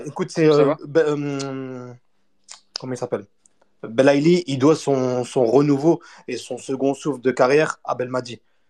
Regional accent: Lille, Hauts-de-France, France; Je suis lillois. Et je suis algérien

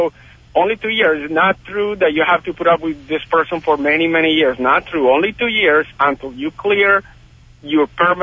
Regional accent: Colombia; I am from Colombia.

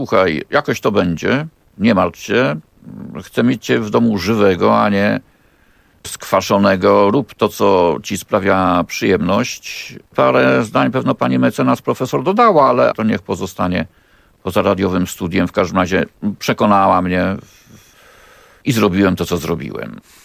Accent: Warsaw, Masovian Voivodeship, Poland; bo jestem warszawiakiem w czwartym pokoleniu

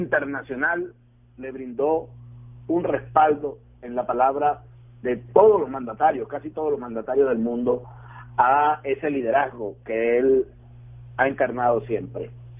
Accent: Venezuela; como venezolano exijo que el gobierno bolivariano aclare en campaña

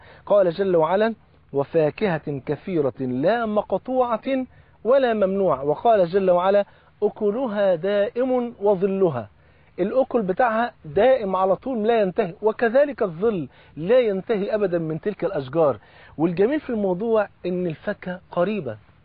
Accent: Egypt; الفول عندنا في مصر فرض عين

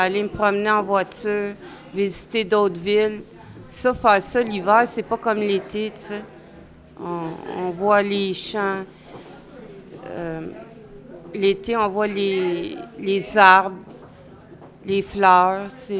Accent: Montreal, Quebec, Canada; Ben, j'ai grandi dans une ville montréalaise, à La Salle.

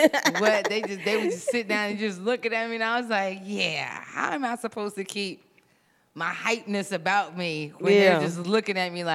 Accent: Chester, Virginia, United States; I'm not trying to just be in Richmond. I'm from Richmond, from Chester.

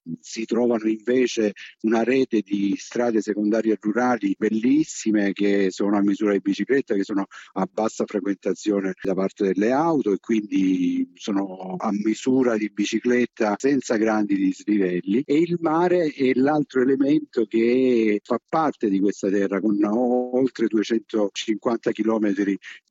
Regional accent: Apulia, Italy; Sì, sono i miei luoghi, il Salento è la mia terra, io vivo a Lecce

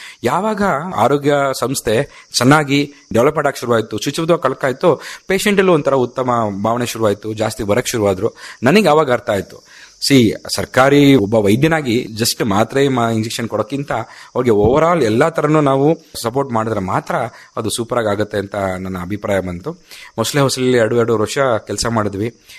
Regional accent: Hassan, Karnataka, India; But ನಾನು ಮೂಲತಃ ಹಾಸನದವನು, ಹಾಸನದಲ್ಲೇ ನಾನು ಮಾಡಬೇಕು ಅಂತ ಹೇಳಿ ಹಾಸನಕ್ಕೆ ಬಂದೆ. ಹಾಸನಕ್ಕೆ ಬಂದು ಈ ತರ ಸರ್ಕಾರಿ ನೌಕರರಾಗಿ ಕೆಲಸ ಮಾಡ್ತಾ ಇದ್ದೀನಿ.

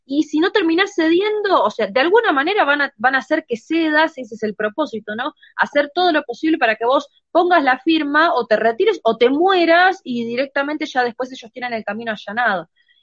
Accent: Argentina; que nos despojemos de nuestra posibilidad de realizarnos como argentinos

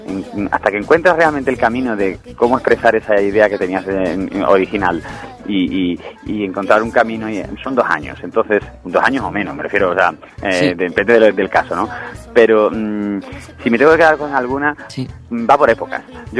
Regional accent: Seville, Andalusia, Spain; also born or lived in Jerez de la Frontera; yo nací en Jerez de la Frontera, me crié en Sevilla

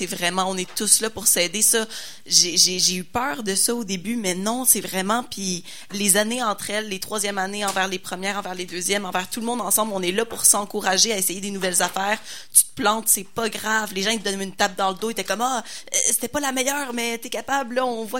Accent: Quebec, Canada; Moi, je viens des Laurentides.

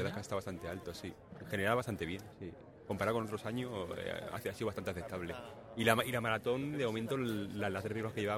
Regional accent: Badalona, Catalonia, Spain; De Badalona.

